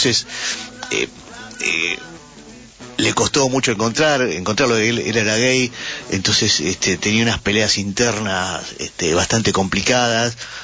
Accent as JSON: {"language": "Spanish", "region": "Buenos Aires", "country": "Argentina", "tie": "born or raised there", "said": "nosotros somos tipo de barrio, nosotros nos criamos en un barrio, nosotros somos de Versalles."}